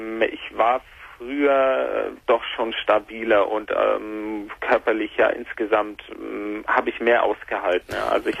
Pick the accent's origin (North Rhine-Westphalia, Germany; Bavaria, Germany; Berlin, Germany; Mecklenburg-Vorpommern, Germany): Bavaria, Germany; Nuremberg; Also ich komme aus Nürnberg und keine Familie, niemand